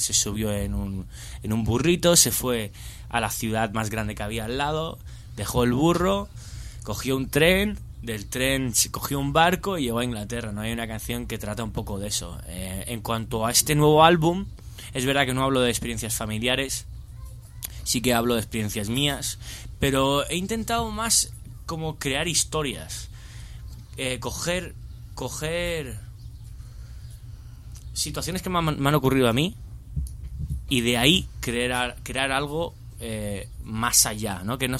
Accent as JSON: {"language": "Spanish", "country": "Spain", "tie": "born or raised there", "said": "mi madre es inglesa, mi padre es italiano, pero mi padre se crió en Inglaterra, un poco como yo me crié en España"}